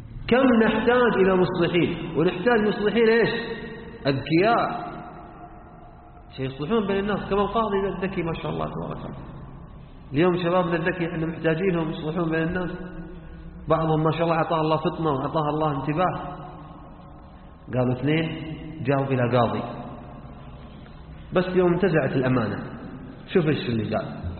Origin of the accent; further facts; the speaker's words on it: Hadhramaut, Yemen; احنا عندنا في حضرموت مثل يقول اللي باع جنة